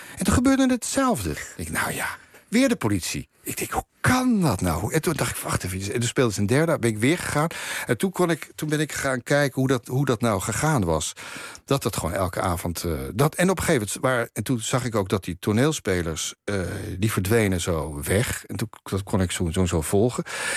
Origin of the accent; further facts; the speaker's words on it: Haarlem, North Holland, Netherlands; Het werktheater speelde op een gegeven moment bij ons in Haarlem.